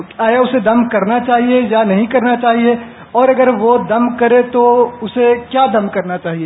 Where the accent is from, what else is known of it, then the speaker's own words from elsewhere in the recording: Taunsa Sharif, Punjab, Pakistan; بنیادی طور پہ میرا تعلق توسہ شریف سے ہے, لیکن میں بہاؤدین زکریہ یونیورسٹی کا طالب علم ہوں